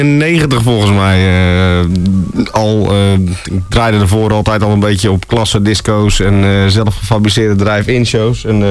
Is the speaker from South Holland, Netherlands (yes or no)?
no; Zeeland, Netherlands; Zeeland, waar ik vandaan kom, die daarmee begon. En ja, zo. Zeeland, ja. Ja, ik ben een Zeeuw.